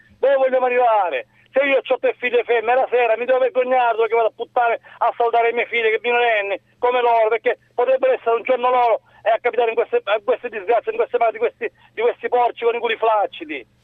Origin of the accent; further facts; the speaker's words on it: Catania, Sicily, Italy; Sono di Catania.